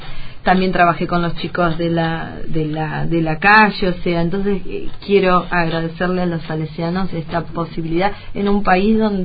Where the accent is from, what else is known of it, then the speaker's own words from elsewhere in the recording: Argentina; Sé que en mi país también hay muchos pueblos que se les complica, o sea, la idea mía es poder ayudar con ese libro a pueblos de Argentina